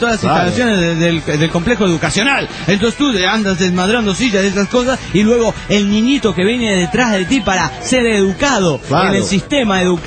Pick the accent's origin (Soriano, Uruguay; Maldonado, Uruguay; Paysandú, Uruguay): Maldonado, Uruguay; Punta del Este; soy de Punta del Este.